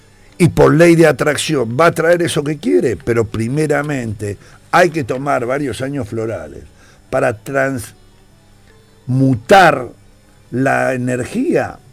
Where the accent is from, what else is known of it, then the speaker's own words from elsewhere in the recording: Argentina; yo soy argentino y no me voy a ir del país. Porque este es mi país, yo nací acá.